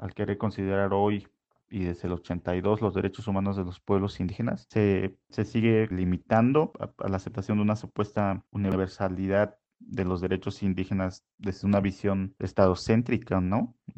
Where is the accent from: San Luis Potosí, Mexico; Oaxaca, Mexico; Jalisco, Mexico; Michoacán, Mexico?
Oaxaca, Mexico; first language Mixe; Spanish is a second language; He vivido aquí la mayor parte de mi existencia, que es en más de 20 años. Hablo mi lengua materna, la lengua originaria, que es el Mije, y el español por la escuela